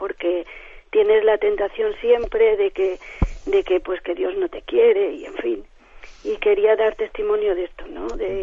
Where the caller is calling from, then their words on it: Valencia, Valencian Community, Spain; de Valencia.